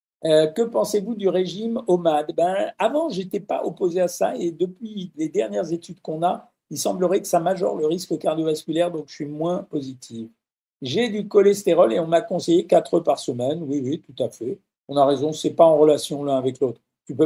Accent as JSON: {"language": "French", "country": "Switzerland", "said": "Je suis Suisse, algérienne, musulmane, non pratiquante."}